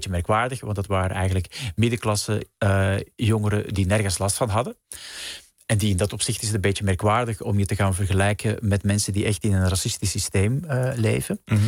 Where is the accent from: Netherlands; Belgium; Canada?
Belgium; bijvoorbeeld in België waar ik vandaan kom